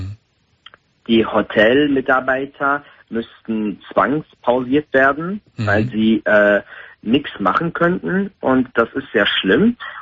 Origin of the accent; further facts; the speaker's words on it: Turkey; Und ich als Türke, wie gesagt, habe Angst selbst. Also in meinem Land würde ich schon fahren